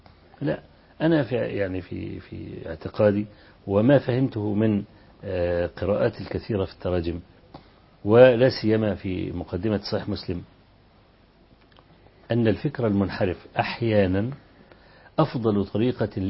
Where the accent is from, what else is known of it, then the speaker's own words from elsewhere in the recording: Kafr El Sheikh, Kafr El Sheikh Governorate, Egypt; كان في فكر التكفير عندنا في كفر الشيخ